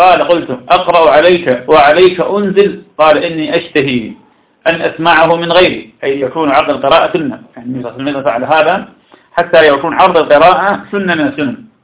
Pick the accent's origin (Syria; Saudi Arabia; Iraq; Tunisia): Iraq; وهذا كان عندنا في العراق كثيرا جدا